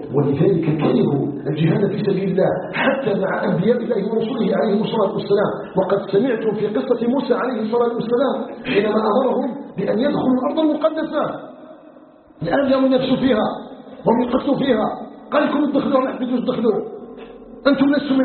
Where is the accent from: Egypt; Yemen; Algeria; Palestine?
Algeria; نسأله سبحانه وتعالى أن يجعل بلدنا الجزائر بلدا آمنا مطمئنا وسائر بلاد المسلمين